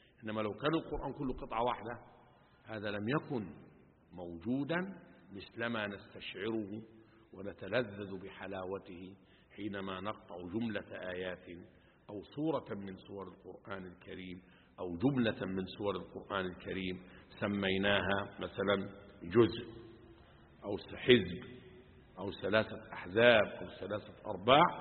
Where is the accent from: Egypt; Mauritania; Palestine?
Egypt; Upper Egypt; يعني أنا أذكر زمان حتى حاجة اسمها عندنا في الصعيد مخروطة